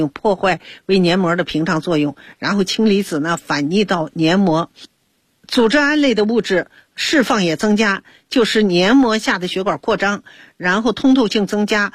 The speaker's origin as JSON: {"language": "Chinese", "country": "China", "said": "所以它在这个我们中国人的心目中啊，灵芝是非常好的东西"}